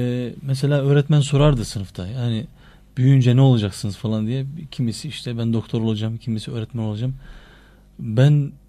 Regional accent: Erzurum, Turkey; Aynı mahallede doğduk, büyüdük.

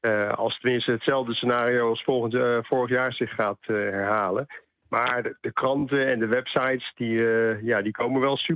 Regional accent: Netherlands; Ja, dat vind ik zelf ook als Nederlander.

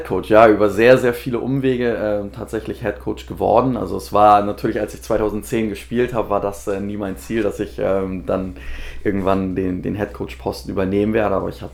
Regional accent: Hamburg, Germany; Also ich bin gebürtiger Hamburger, wohne auch immer noch in Hamburg.

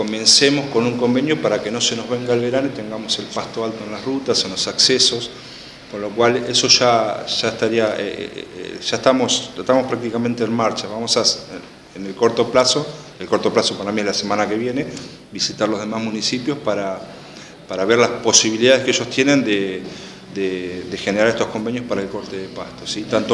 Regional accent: General Alvear, Buenos Aires Province, Argentina; La zona sexta es General Alvear, de donde soy oriundo

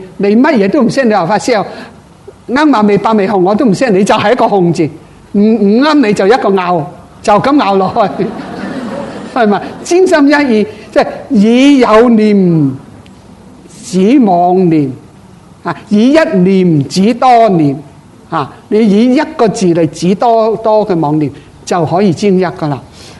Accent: China; 即系等于我哋中国人念持咒啫嘛，用中国音持咒

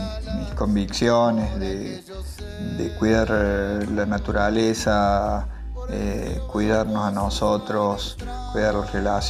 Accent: Córdoba, Argentina; now in Agua de Oro, Argentina; de Agua de Oro, vivo en Agua de Oro ya hace más de 20 años, soy de la ciudad de Córdoba

